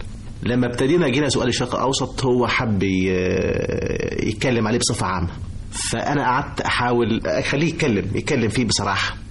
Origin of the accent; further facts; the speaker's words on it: Egypt; وبحاول اقول له ان انا مصري، واحاول اقول له انا مين